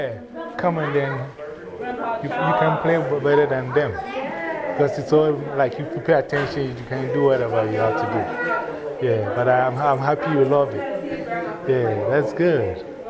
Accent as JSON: {"language": "English", "country": "Ghana", "said": "I'm the one from Ghana."}